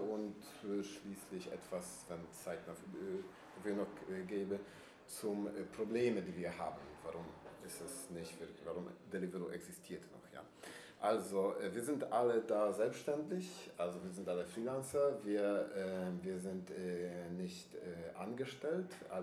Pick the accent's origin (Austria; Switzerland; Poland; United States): Poland; German is a second language; now in Berlin, Germany; also ich bin aus Polen und ich habe nie so ein gutes Arbeit gehabt